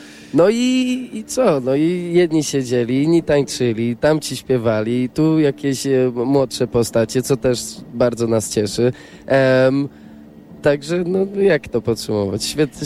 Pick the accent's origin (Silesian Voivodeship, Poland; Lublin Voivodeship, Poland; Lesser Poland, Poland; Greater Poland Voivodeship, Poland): Silesian Voivodeship, Poland; Katowice; born there; ja urodziłem się w Katowicach, to dla mnie dzisiaj było coś a la homecoming